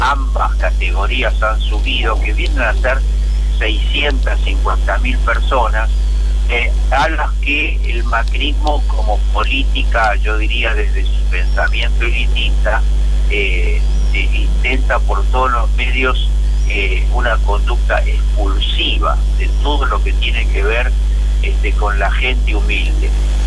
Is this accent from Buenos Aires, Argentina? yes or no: yes; Buenos Aires, Argentina; el 80% somos porteños